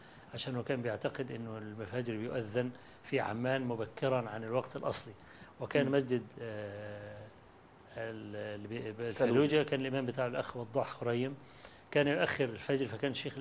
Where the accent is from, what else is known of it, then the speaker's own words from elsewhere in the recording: Egypt; قلت له أنا جاي من مصر مخصوص وأنا طالب علم فقير